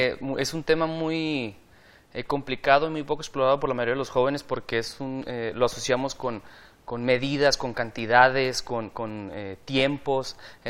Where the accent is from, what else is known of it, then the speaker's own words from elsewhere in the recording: Baja California, Mexico; estudio la carrera de terapia física. Soy de originario de Baja California